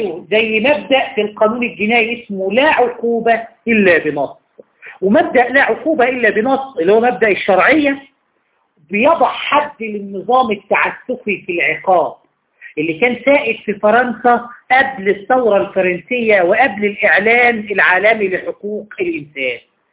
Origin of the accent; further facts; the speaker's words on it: Egypt; بمعنى إن المفروض عندنا في مصر هنا